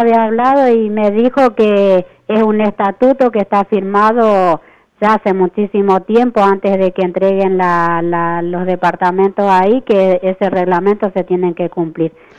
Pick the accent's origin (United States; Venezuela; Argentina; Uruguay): Argentina; Buenos Aires; born there; now in Rosario, Argentina; Yo nací en Buenos Aires.